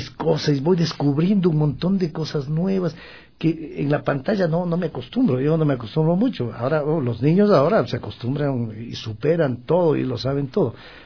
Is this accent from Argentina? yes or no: no; Guayaquil, Guayas, Ecuador; Yo escuchaba de niño … Guayaquil.